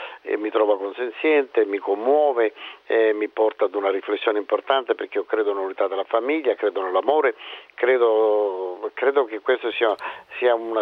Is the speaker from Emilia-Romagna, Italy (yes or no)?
no; Sicily, Italy; io sono siciliano, quando si porta in processione un santo si chiama la Varetta